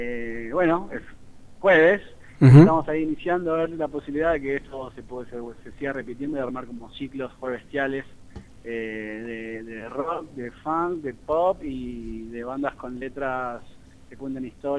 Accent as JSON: {"language": "Spanish", "country": "Argentina", "said": "Y nosotros como argentinos tenemos mucha suerte de estar allí"}